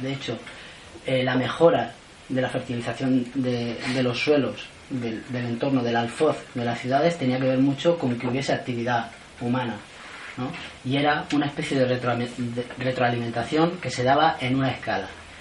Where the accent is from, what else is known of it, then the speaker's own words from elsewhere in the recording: Levante, Spain; Yo vengo del Levante y en muchas ciudades el centro histórico es mínimo